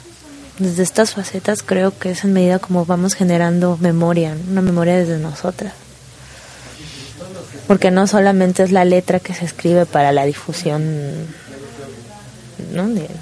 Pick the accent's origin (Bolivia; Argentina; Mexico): Mexico; Veracruz; mi ciudad natal, que es el puerto de Veracruz